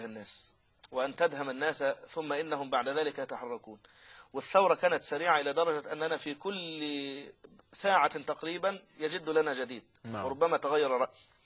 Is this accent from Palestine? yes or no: no; Egypt; لكن الله عز وجل سلم في في بلدنا مصر